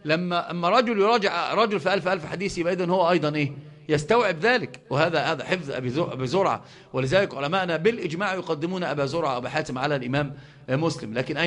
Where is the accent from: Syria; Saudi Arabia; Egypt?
Egypt; Upper Egypt; حتى عندنا في الصعيد يقسمون